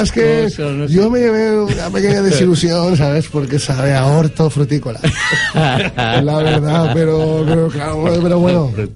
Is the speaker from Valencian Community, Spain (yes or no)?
yes; El Puig, Valencian Community, Spain; yo soy del Puig